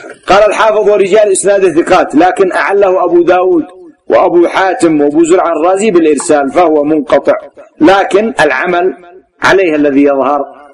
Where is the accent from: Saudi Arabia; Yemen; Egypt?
Yemen; عندنا في اليمن عيب، عيب ومصيبة أن تأتي تخطب المرأة من نفسها